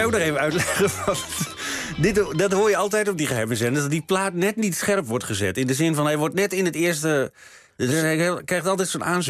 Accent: Hoogeveen, Drenthe, Netherlands; Want waar wij wegkomt, zeg ik maar even, ik kom uit Hogeveen, hè?

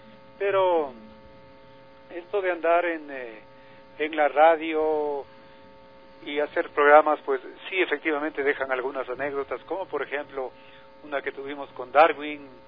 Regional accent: Ecuador; nosotros suponemos eso como ecuatorianos

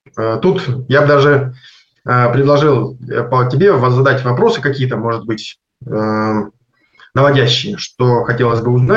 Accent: Konstantinovsk, Rostov Oblast, Russia; А сам я из Ростовской области, город Константиновск.

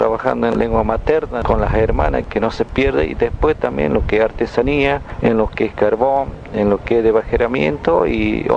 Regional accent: Palma Sola, Jujuy, Argentina; Desde San Pedro tenemos 110 kilómetros hacia la parte de Salta, tenemos 30 kilómetros ya de línea de Salta, una parte del Chaco.

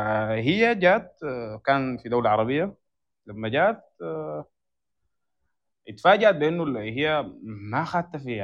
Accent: Sudan; فاحنا بنكون هسه شايفين الاصهار المعماري عندنا في السودان مقتصر على موضوع الصور

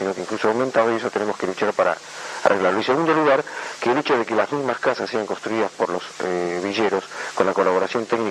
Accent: Argentina; además soy argentino

